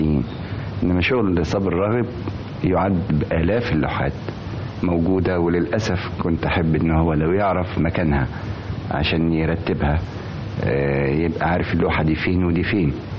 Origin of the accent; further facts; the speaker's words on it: Egypt; احنا عندنا في مصر فنان اسمه صبري راغب.